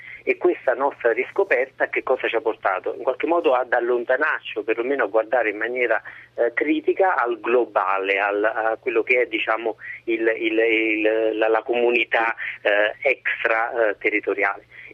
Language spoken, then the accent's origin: Italian; Sora, Lazio, Italy; vicino Cassino, a Sora, la mia città natale.